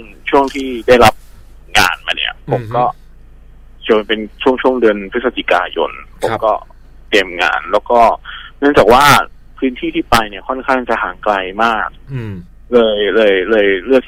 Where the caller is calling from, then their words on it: Bangkok, Thailand; แถวๆวิภาวดีครับผม